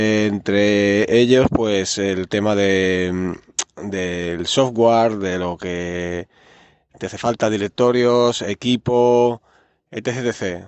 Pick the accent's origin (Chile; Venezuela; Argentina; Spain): Spain; Barcelona, Catalonia; soy de Barcelona, en Cataluña